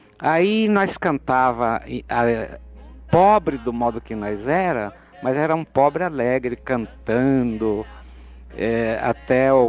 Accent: Botucatu, São Paulo, Brazil; also born or lived in São Manuel; E então nós somos da roça, fomos criados em São Manuel e Botucatu também, mas não na cidade. Uma fazenda pertencia a Botucatu, onde … nasceu, que sou eu.

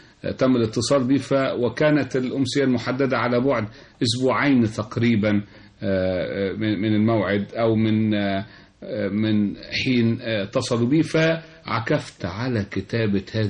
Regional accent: Cairo, Cairo Governorate, Egypt; also born or lived in United States; قصيدة عن حي الحلمية الذي تشرفت بأن كان مسقط رأسي وكان مرعى صباي

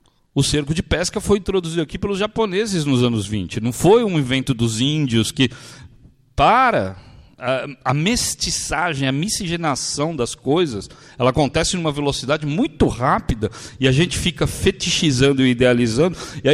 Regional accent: São Paulo, Brazil; Eu sou do Bixiga. O Bixiga, originalmente, foi um quilombo. Depois virou um bairro de imigração, fundamentalmente italiano. Hoje é um bairro eminentemente nordestino.

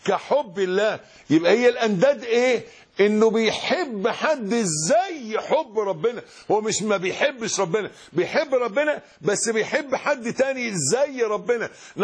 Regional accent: Egypt; يبقى لو حد زي عادتنا كمصريين نحن بيحلفوا بالنبي

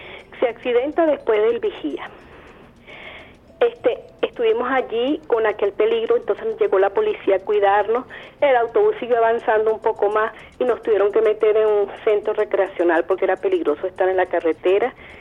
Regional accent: Caracas, Capital District, Venezuela; además que yo soy de Caracas

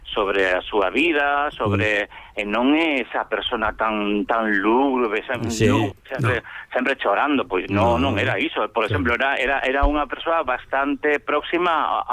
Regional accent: Galicia, Spain; do noso ser, e sobre todo do noso ser como galegos

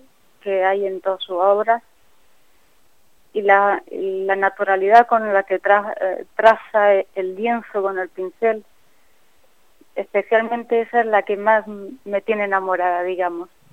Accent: Barcelona, Catalonia, Spain; born there; now in Churriana de la Vega, Spain; Sí, nací en Barcelona, pero me siento granadina completamente.

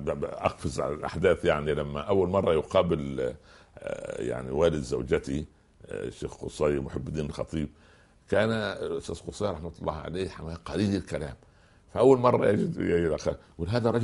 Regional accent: Tala, Minya Governorate, Egypt; تابعة مركز المنيا العاصمة يعني على بعد 4 أو 5 كيلومترات وكنا نذهب إلى المدرسة الثانوية إلى مدينة المنيا بالدراجات فليس هناك طالب من أهل تلة هذه قريتي والتلة هي الشيء المرتفع

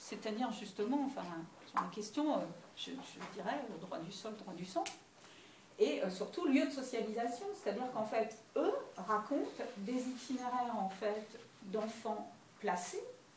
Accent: Paris, Île-de-France, France; born there; Or, il se trouve que je suis née en avance, donc je suis née à Paris.

